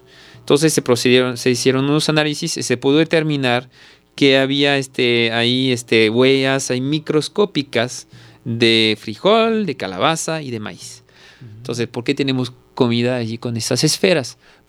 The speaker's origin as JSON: {"language": "Spanish", "country": "Mexico", "said": "Van a pensar que soy más guatemalteco que mexicano."}